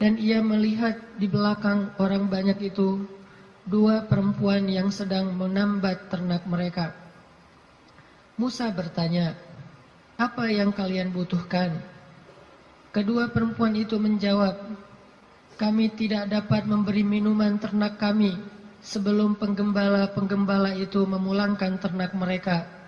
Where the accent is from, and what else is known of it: Aceh, Indonesia; born or raised there; also born or lived in Egypt; now in Bandung, Indonesia